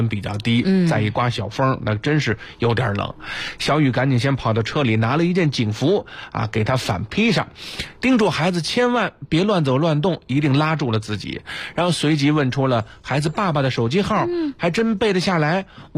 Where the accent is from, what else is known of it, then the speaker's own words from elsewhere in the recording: Beijing, China; 包括咱们北京人自己有时候也出去看看，是吧？